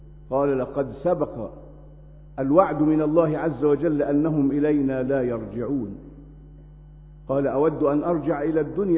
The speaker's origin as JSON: {"language": "Arabic", "country": "Egypt", "said": "ما نشاهده الآن في بلدنا مصر"}